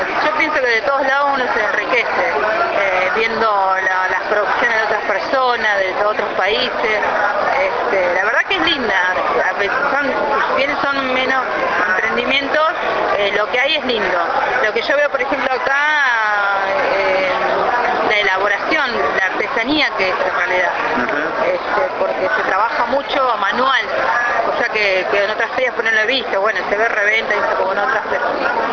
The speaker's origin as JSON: {"language": "Spanish", "town": "Tandil", "region": "Buenos Aires Province", "country": "Argentina", "said": "soy de Tandil"}